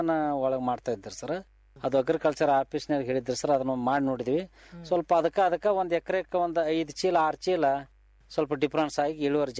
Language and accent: Kannada; Karnataka, India; ನಮ್ಮೂರು ಸರ್ ಇಲ್ಲಿ ಬದಾಮಿ ಮತ ಕ್ಷೇತ್ರದೊಳಗೆ ಬರ್ತೈತ್ರಿ